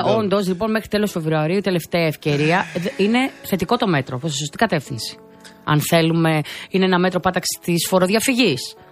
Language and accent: Greek; Greece; Αισθάνομαι πολύ περήφανη που είμαι Ελληνίδα.